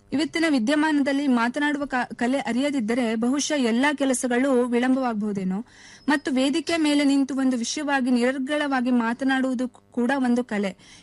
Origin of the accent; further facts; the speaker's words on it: Yellapur, Karnataka, India; ನನ್ನ ಊರು ಉತ್ತರ ಕನ್ನಡ ಜಿಲ್ಲೆ ಯಲ್ಲಾಪುರ.